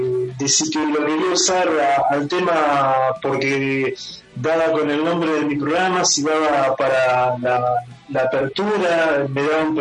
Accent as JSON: {"language": "Spanish", "town": "Concordia", "region": "Entre Ríos", "country": "Argentina", "tie": "born there", "moved": "as an adult", "said": "Yo soy nacido en Concordia, Entre Ríos, y me vine en el año 1981 acá a Brance."}